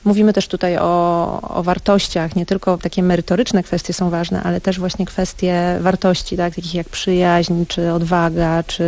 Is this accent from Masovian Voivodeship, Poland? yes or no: yes; Warsaw, Masovian Voivodeship, Poland; Więc historia Warszawy jest mi bardzo bliska i gdzieś wyrastałam w tej historii, w rozmowach o tym, co się w Warszawie działo.